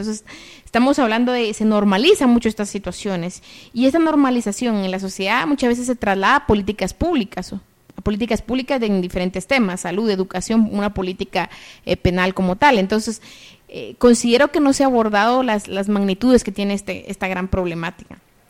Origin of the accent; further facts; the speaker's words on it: Guatemala; ¿Cómo es que nosotras y nosotros como sociedad guatemalteca vemos estos fenómenos?